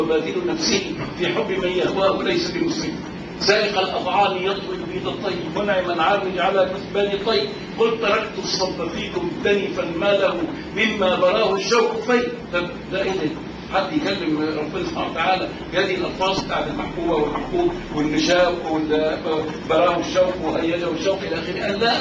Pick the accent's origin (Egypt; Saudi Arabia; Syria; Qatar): Qatar; اقول لهم لا انا من قطر. قطر؟ قطر دي فين؟ اقعد اقول لهم يعني في الجزيره العربيه.